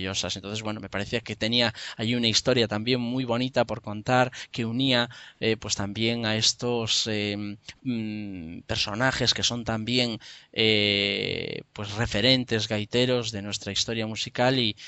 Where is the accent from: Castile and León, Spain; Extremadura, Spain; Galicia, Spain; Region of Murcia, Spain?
Galicia, Spain; Poyo; born there; el pueblo donde yo nací, en Porto Santo, en Poyo, en Pontevedra